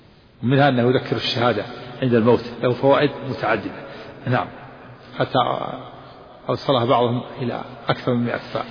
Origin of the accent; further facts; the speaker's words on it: Saudi Arabia; لا يوجد عندنا في الجنوب في تهام الشجر في الشوارع في المملكة